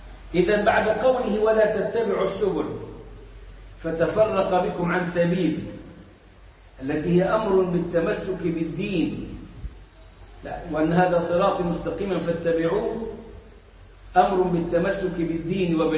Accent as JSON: {"language": "Arabic", "country": "Egypt", "said": "إحنا عندنا في مصر الخطبة والدرس"}